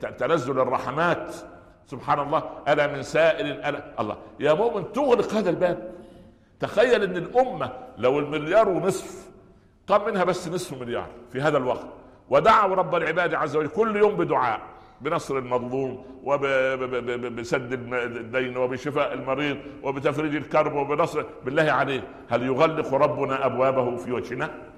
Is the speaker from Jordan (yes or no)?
no; Minya Governorate, Egypt; في صعيد مصر، يعني جوار قريتي، مدينة اسمها البهنسة،